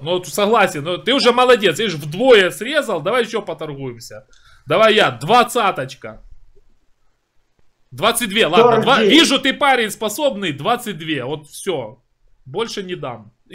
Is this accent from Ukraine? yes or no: yes; Ukraine; Вот я украинец, да? На мою страну напала Россия.